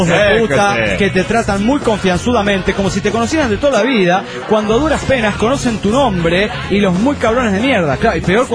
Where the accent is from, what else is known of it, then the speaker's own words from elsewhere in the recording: Cochabamba, Bolivia; de Cochabamba, Bolivia.